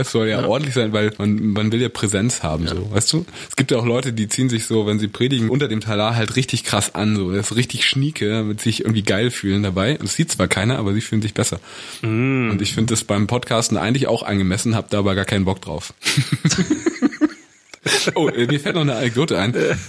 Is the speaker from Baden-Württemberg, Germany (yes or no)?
no; Berlin, Germany; now in Hamburg, Germany; Erstmal Ossi und dann Berliner.